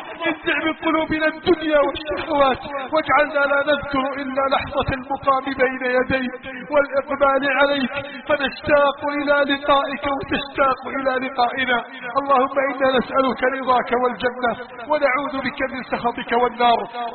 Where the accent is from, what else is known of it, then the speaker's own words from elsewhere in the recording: Egypt; اللهم من أراد بلادنا مصر بسوء فأشغله بنفسه